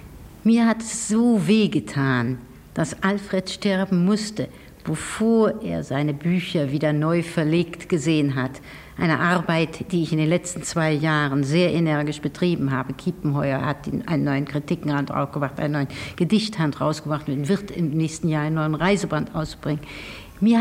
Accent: Berlin, Germany; Wenn ich es sagen darf, ich rechne mich nicht zu Deutschland, aber zu Berlin.

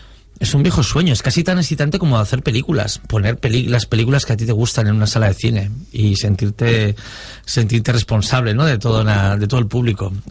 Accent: Cabezón de la Sal, Cantabria, Spain; en mi pueblo, en Cabezón de la Sal, Cantabria

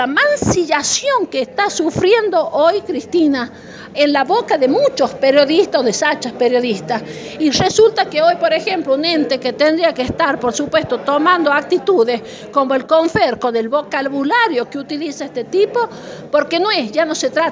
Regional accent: Argentina; no podemos soportar nosotros, por ejemplo, como argentinos

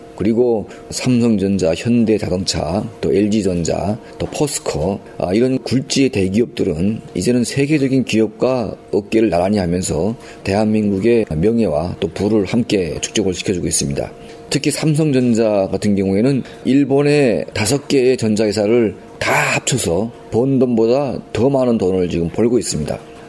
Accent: North Korea; now in South Korea; 제가 1992년도에 첫 탈북을 해서 중국에 있을 때

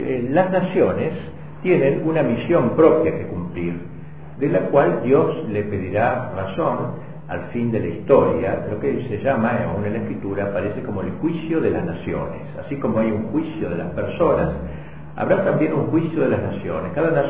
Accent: Argentina; Yo soy argentino porque nací en un suelo determinado.

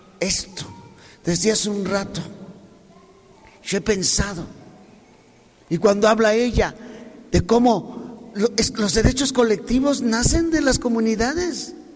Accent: Mexico; tenemos derecho a organizar nuestra vida como mexicanos

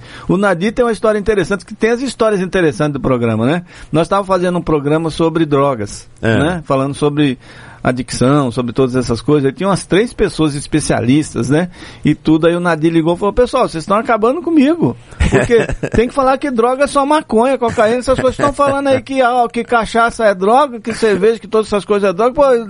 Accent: Northeast Region, Brazil; eu prefiro ficar aqui na minha terra mesmo, no Nordeste.

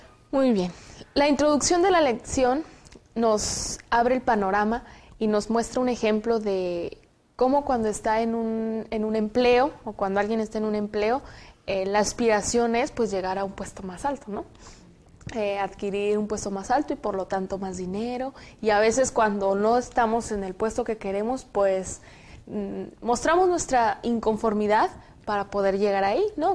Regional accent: Zacatecas, Mexico; soy del estado de Zacatecas y estudio el cuarto año en la carrera de Ciencias Sociales.

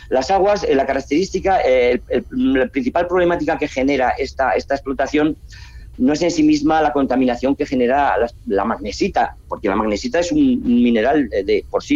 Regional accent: Aragon, Spain; accent: Aragonese; esa palabra no reblar forma parte de nuestro acervo cultural, de nuestra de nuestro dialecto, que es más bien aragonés

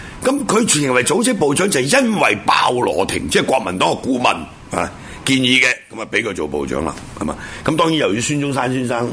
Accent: Hong Kong; 我原本个乡下啦，我系嘛？我乡下系香港啊，系嘛？咁我有个原籍，咁啊原籍就是海陆丰，系嘛？学佬。

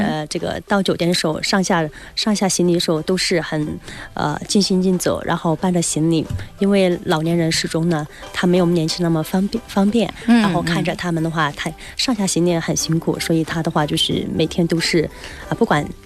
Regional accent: Guizhou, China; 我们贵州人长得很瘦小吧

